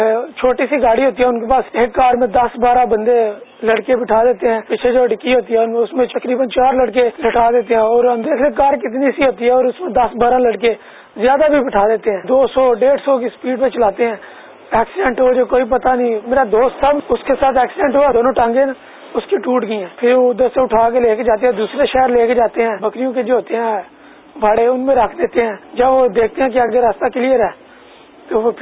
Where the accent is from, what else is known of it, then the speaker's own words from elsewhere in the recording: Gujrat, Punjab, Pakistan; میرا تعلق گجرات سے ہے